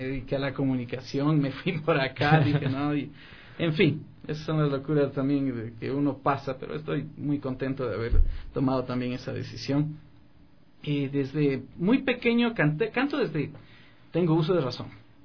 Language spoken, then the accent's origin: Spanish; Riobamba, Chimborazo, Ecuador; soy tan querendón de la tierra, soy de la tierra. Soy de Riobamba, de la Armada Sultana de los Andes. Mis padres, en fin, son de allá, de Chimborazo, de un pequeño cantón hermoso llamado Penipe, el pueblo de la solidaridad.